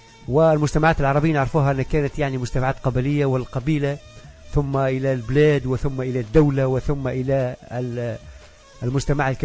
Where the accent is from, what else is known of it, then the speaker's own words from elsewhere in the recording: Kebili Governorate, Tunisia; كانت نفزاوة تعيش على، ونعرف أنا منطقة صحراوية مناخها ضعيف شوي، شديد البرودة شتاء وشديد الحرارة صيفا وقليل الأمطار